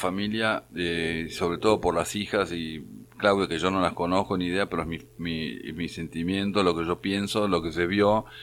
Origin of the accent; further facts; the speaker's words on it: Argentina; Y nosotros, y Gabriela le contesta, de Argentina.